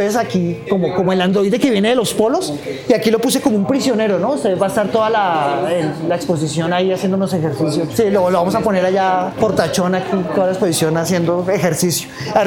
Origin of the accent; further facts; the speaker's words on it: Facatativá, Cundinamarca, Colombia; Yo vengo de Facatativá.